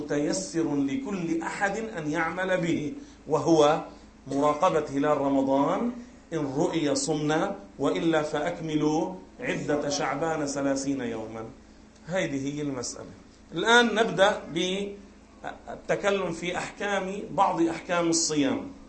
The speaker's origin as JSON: {"language": "Arabic", "town": "Beirut", "region": "Beirut Governorate", "country": "Lebanon", "said": "بيكون صار العصر عندنا ببيروت"}